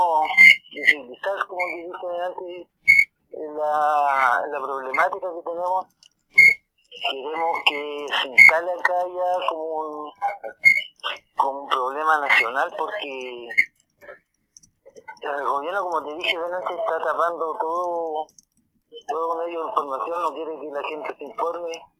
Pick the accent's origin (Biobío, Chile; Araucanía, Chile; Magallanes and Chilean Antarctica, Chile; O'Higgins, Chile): Biobío, Chile; Penco; Bueno, nosotros venimos de Penco, de la región.